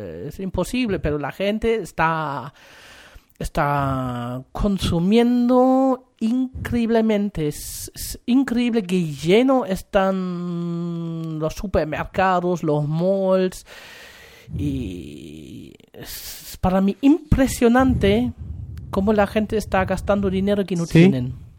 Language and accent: Spanish; Germany; Spanish is a second language; also born or lived in Spain; now in Chile; Yo salí de Alemania a España, de España a Chile, y puedo comparar un poquito.